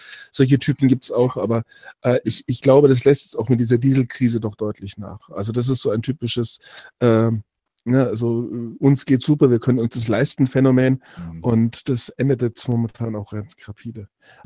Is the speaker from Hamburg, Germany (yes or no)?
no; Ingolstadt, Bavaria, Germany; ich komme aus Ingolstadt und ich kenne Audianer.